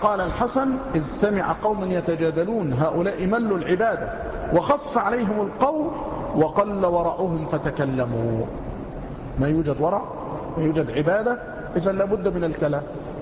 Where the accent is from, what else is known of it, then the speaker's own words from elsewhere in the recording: Mansoura, Dakahlia, Egypt; عندما بقيت في بعض القرى عندنا في المنصورة